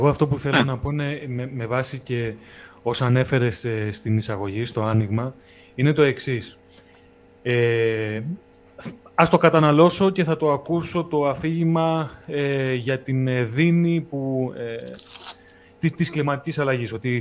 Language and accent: Greek; Thessaly, Greece; Εμένα το χωριό μου προσωπικά βρίσκεται προς τα βόρεια των Τρικάλων.